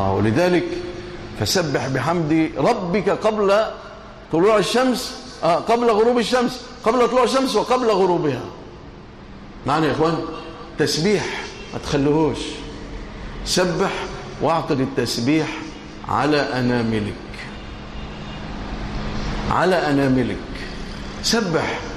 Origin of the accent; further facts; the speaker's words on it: Egypt; اللهم اجعل بلادنا مصر أمنا أمانا رخاء سخاء إلى يوم الدين